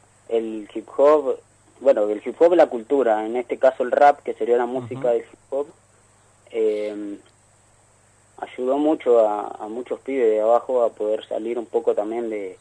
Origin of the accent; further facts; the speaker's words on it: Gobernador Castro, Buenos Aires, Argentina; Sí, sí, oriundo de Gobernador Castro.